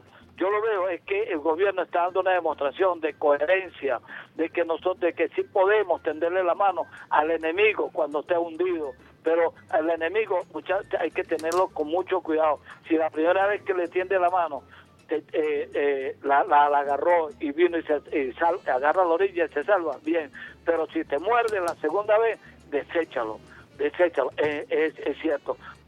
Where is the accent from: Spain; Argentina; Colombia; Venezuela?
Venezuela; somos venezolanos y merecemos que nos den la oportunidad como personas con discapacidad.